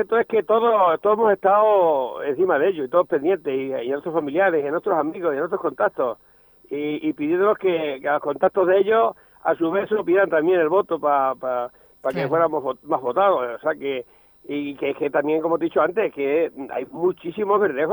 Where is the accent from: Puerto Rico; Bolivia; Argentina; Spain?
Spain; Valdeverdeja, Castilla-La Mancha; yo que voy a decir mi pueblo, no voy a decir que es feo, pero la verdad que sí, hay que reconocer que es precioso.